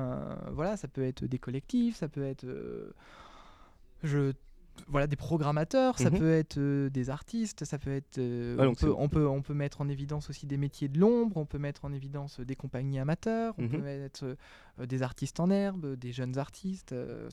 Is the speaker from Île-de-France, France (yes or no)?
no; Sorigny, Centre-Val de Loire, France; vu que je suis une native de Sorigny à la base